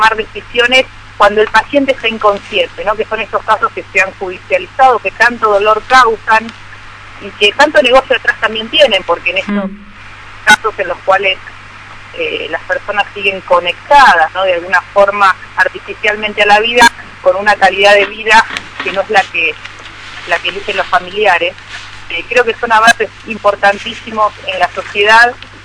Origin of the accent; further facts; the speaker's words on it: Lomas de Zamora, Buenos Aires Province, Argentina; born there; now in Buenos Aires, Argentina; yo nací en el sur del conurbano bonaerense, en la localidad de Lomas de Zamora, y con el correr de la vida me fui mudando hacia la ciudad de Buenos Aires y hoy estoy viviendo un poquito al norte de la ciudad de Buenos Aires.